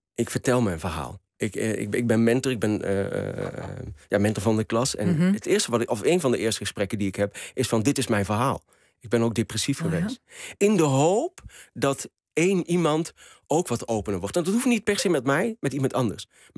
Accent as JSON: {"language": "Dutch", "country": "Morocco", "said": "Ik ben ook een Marokkaanse man."}